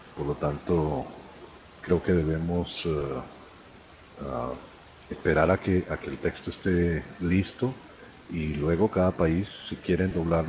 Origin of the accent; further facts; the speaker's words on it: Venezuela; yo soy venezolano también.